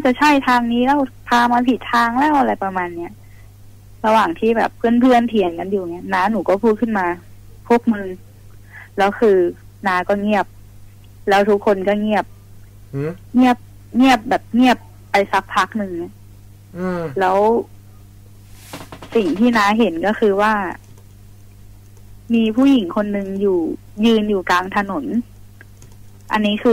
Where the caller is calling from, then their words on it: Sai Noi, Nonthaburi, Thailand; อยู่ไซน้อยค่ะนนทบุรี